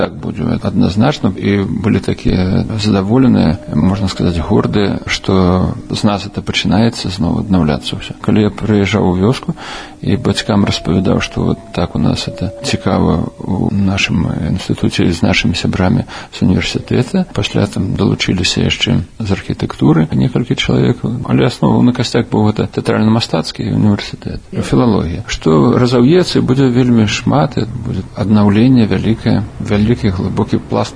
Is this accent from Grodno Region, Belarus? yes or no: no; Dzenavishki, Minsk Region, Belarus; now in Minsk, Belarus; Я нарадзіўся ў Дзенавішках, так у паспарце напісана. Але на самай справе было, нарадзіўся я ў Мядзельскім роддоме. У гэты час уже бацькі пераязджалі ў Дзенавішкі, зараз гэтай вёскі няма, аб'єднали, зараз на Лылойцямі называецца.